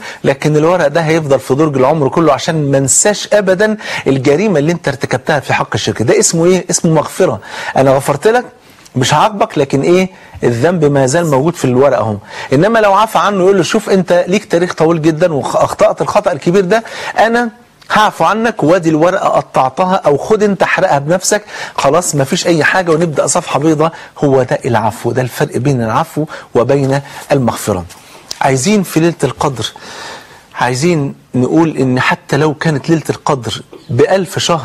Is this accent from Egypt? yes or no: yes; Egypt; عشان ننقذ بلدنا مصر